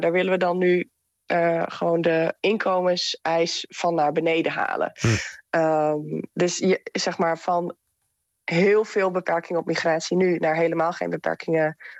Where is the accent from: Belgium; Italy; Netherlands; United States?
Netherlands; En wij zijn dan als Nederlanders natuurlijk geboren in een van de rijkste landen ter wereld.